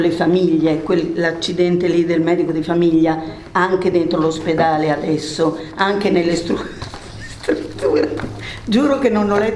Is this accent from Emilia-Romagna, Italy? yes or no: yes; Emilia-Romagna, Italy; accent: Romagnol; Io sono romagnola, quindi scusate l'accento diverso.